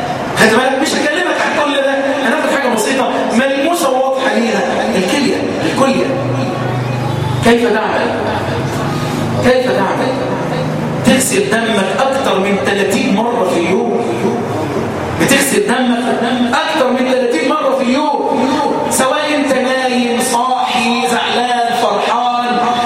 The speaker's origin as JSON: {"language": "Arabic", "country": "Egypt", "said": "وان يحفظ بلدنا مصر"}